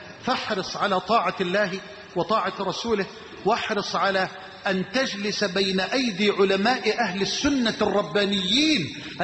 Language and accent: Arabic; Egypt; واجعل بلدنا مصر أمنا أمانا سخاء رخاء